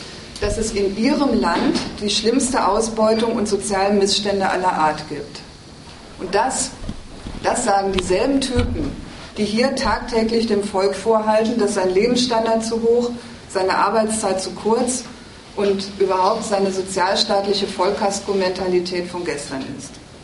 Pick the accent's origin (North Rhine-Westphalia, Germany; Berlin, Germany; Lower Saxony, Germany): North Rhine-Westphalia, Germany; bei uns im Ruhrgebiet, wo ich herkomme.